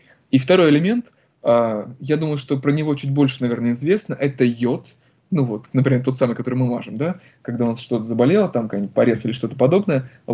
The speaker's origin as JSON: {"language": "Russian", "region": "Republic of Karelia", "country": "Russia", "tie": "born there", "said": "Я, допустим, родился в Карелии, мне она очень нравится, просто влюблен в нее."}